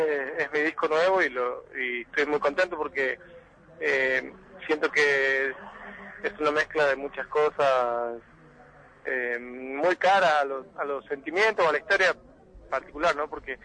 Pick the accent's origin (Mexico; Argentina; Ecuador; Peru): Argentina; Santiago del Estero; yo pertenezco a una zona de Santiago del Estero que está muy ligada también al corredor cultural cuyano, que parte de La Rioja de Catamarca. De hecho, toda mi familia es de origen catamarqueño, afincada como muchas otras familias de Frías, afincadas en la provincia de Santiago del Estero.